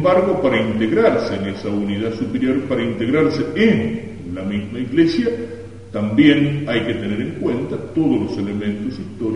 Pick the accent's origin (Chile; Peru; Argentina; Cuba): Argentina; también tendremos que santificarnos como argentinos, en el amor a la propia patria.